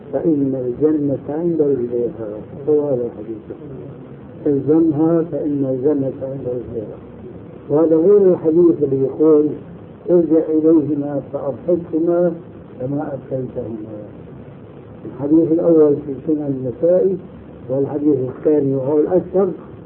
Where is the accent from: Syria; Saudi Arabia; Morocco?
Syria; وعندنا في الشام يعملون ذلك